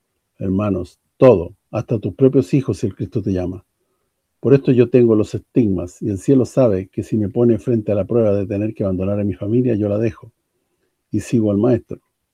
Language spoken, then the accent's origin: Spanish; Sicily, Italy; Esto es lo que me queda por hacer en mi tierra, en Sicilia.